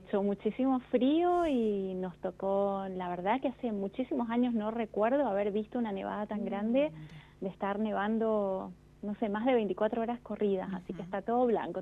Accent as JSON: {"language": "Spanish", "region": "Mendoza", "country": "Argentina", "tie": "born or raised there", "said": "Yo nací en Mendoza, vivo acá, vivo en Godoy Cruz, que es una ciudad dentro de Mendoza, y siempre he estado acá. Nací acá y aquí me quedé"}